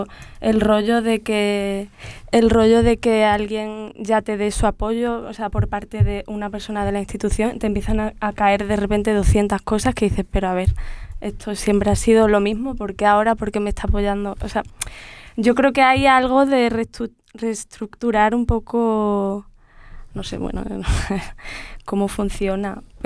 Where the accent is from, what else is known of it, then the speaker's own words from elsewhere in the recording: Belgium; Desde un poco de donde vengo, que es Bélgica